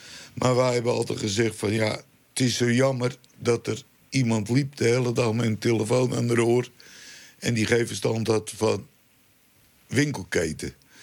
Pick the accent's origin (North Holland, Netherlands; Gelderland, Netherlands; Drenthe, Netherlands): North Holland, Netherlands; Wij komen uit Lamuiden vandaan. Dat ligt onder de rook van Schiphol.